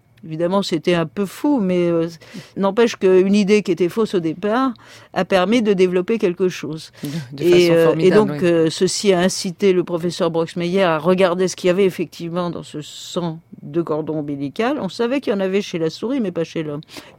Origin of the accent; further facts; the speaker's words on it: Paris, Île-de-France, France; Rien en tant que parisienne et avec mon mari ne nous prédestinait à faire de l'alpinisme.